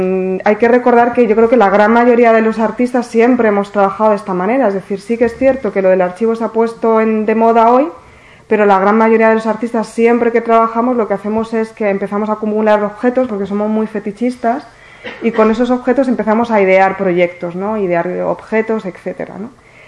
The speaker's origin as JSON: {"language": "Spanish", "town": "Cartagena", "region": "Region of Murcia", "country": "Spain", "tie": "born or raised there", "also_born_or_lived": "Orihuela", "said": "Yo nací en Orihuela, pero me crié hasta los 12 años aquí en Cartagena"}